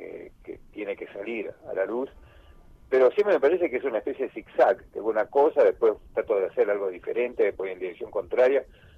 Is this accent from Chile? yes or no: no; Buenos Aires, Argentina; Mirá, yo nací en Buenos Aires.